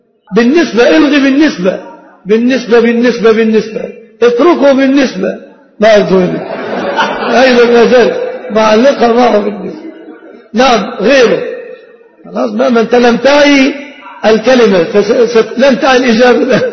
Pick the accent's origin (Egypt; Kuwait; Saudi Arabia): Egypt